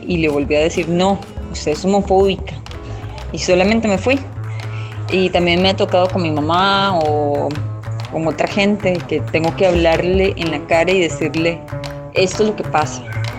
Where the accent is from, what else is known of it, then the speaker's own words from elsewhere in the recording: Pérez Zeledón, San José, Costa Rica; born there; soy nacida en Pérez Celedón, donde nos inyectan la homofobia desde que nacimos.